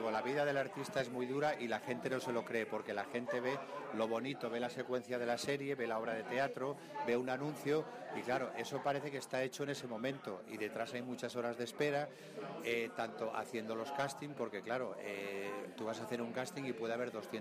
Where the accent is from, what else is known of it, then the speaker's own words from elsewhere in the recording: Cintruénigo, Navarre, Spain; moved away as an adult; now in Madrid, Spain; yo estoy aprovechando aquí, pasando unos días de vacaciones en mi pueblo. Yo soy de aquí de toda la vida y, bueno, vivo en Madrid desde hace 33 años